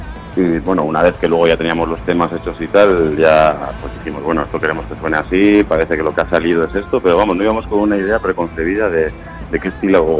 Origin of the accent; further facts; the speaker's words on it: Vitoria-Gasteiz, Basque Country, Spain; Al final Vitoria es un sitio pequeño, nosotros somos de Vitoria, para que no se sepa.